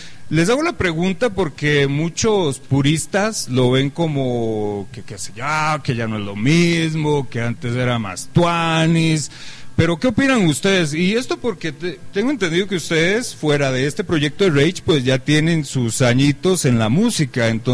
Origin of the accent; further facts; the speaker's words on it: Costa Rica; yo que soy de Costa Rica